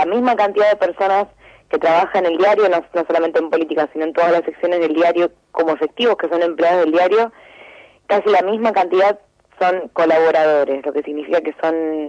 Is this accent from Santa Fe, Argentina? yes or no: no; Lomas de Zamora, Buenos Aires Province, Argentina; yo fui a la Universidad Nacional de Lomas de Zamora, soy de Lomas, soy de la provincia de Buenos Aires también